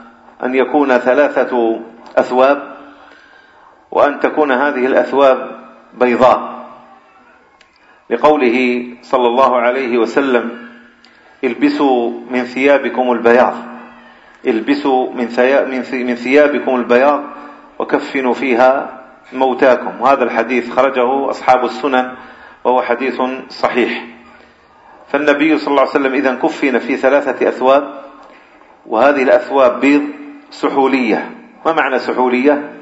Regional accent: Algeria; بخاصة عندنا في الجزائر

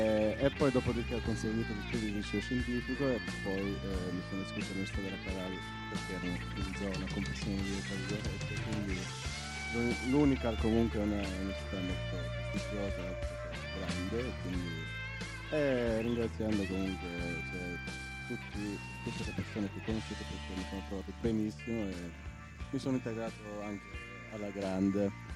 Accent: Berat, Albania; Italian is a second language; vengo dall'Albania, dal centro sud, un paesino che si chiama Berat. È un paesino abbastanza antico e fa parte dell'UNESCO, ha una storia lunga 2400 anni

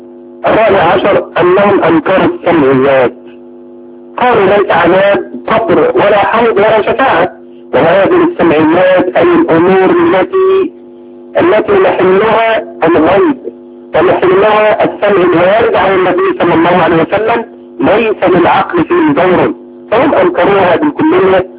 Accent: Egypt; استحدثوا كل المحدثات في بلادنا مصر

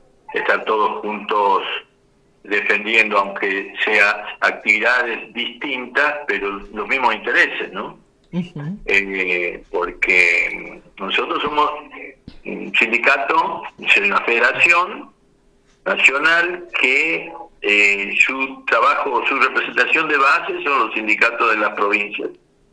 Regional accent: Salta, Argentina; pues yo soy de Salta y estuve en Misiones estos días

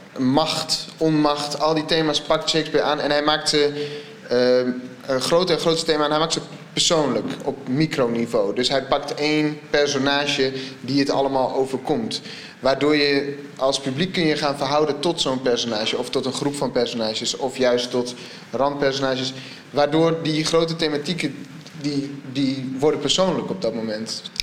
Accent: Assen, Drenthe, Netherlands; also born or lived in Groningen; Ik kom oorspronkelijk uit Assen, maar ik heb in Groningen altijd op school gezeten, dus het voelt wel warm.

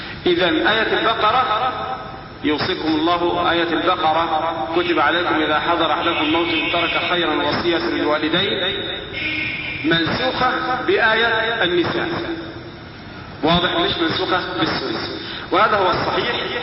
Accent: Egypt; عندنا في مصر مثلا الركاز اللي هو دفن الفراعنة

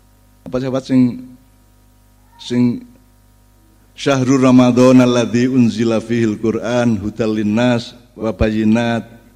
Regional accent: Jombang, East Java, Indonesia; first language Javanese; Indonesian is a second language; Karena saya bahasa Indonesia itu bahasa kedua, bahasa pertama, bahasa ibu saya adalah bahasa Jombang, Jawa Jombang kan itu.

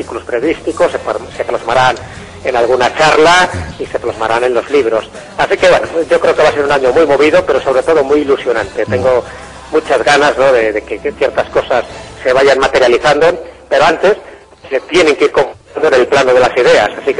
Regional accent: Valderas, Castile and León, Spain; en mi pueblo, en Valderas

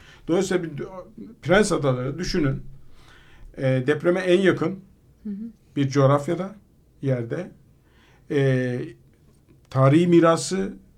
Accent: Istanbul, Turkey; Ben Fatih'te, Fener'de doğdum. Yani orada Samatya'da yaşadım. Çocukluğum bir kısmı Samatya'da geçti.

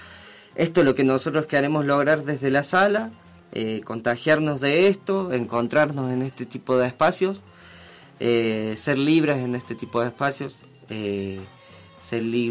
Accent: Mina Clavero, Córdoba, Argentina; Hace rato que yo soy nacido y criado en Mina Clavero.

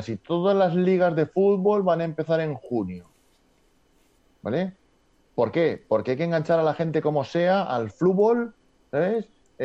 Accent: Valencia, Valencian Community, Spain; Valencia, pero yo de fútbol nada, cero.

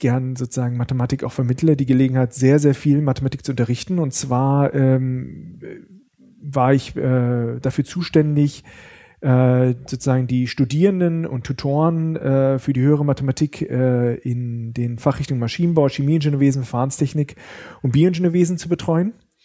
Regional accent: Bad Pyrmont, Lower Saxony, Germany; now in Karlsruhe, Germany; Ich komme nicht aus Karlsruhe, wo wir jetzt auch gerade sind, sondern aus Niedersachsen, aus einem schönen Städtchen Bad Pyrmont.

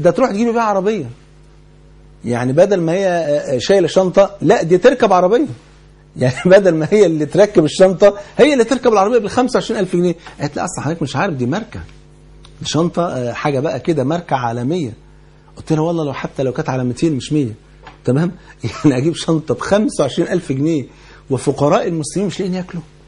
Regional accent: Egypt; وانت عارف يعني الفول عندنا في مصر كان فرض عين يعني

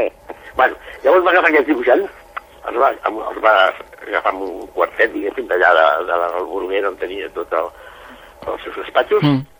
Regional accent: Barcelona, Catalonia, Spain; Jo vinc de Barcelona

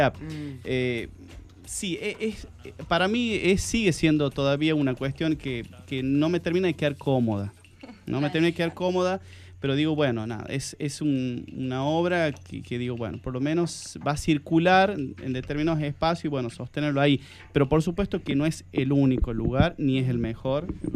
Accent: La Rioja, Argentina; Por ahí, como riojano, siempre está esta cuestión de que uno siente que la obra tiene a veces una fecha de vencimiento

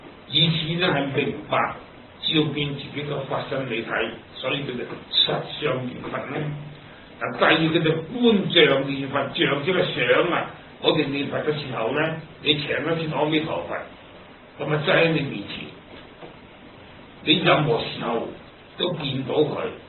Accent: China; 我哋中国人做字真系好聪明嘅。

